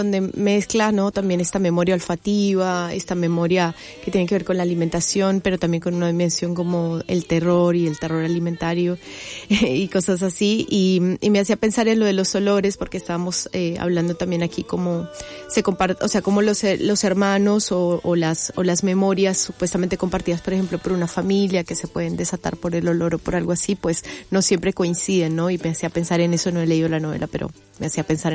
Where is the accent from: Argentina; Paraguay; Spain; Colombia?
Colombia; also born or lived in Brazil; Vengo de Brasil, pero soy colombiana también.